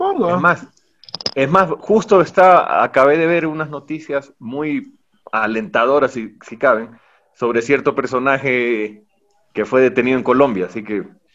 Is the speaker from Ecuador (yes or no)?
yes; Riobamba, Chimborazo, Ecuador; como yo viví en Riobamba, crecí en Riobamba realmente